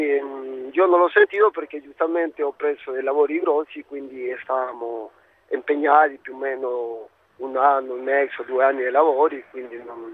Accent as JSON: {"language": "Italian", "country": "Peru", "lives_now": "Rome, Italy", "said": "Sono peruviano, sì."}